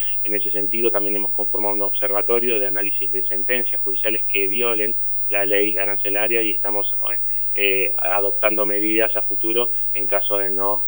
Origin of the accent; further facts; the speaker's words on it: Tandil, Buenos Aires Province, Argentina; la cantidad de ciudadanos que somos de Tandil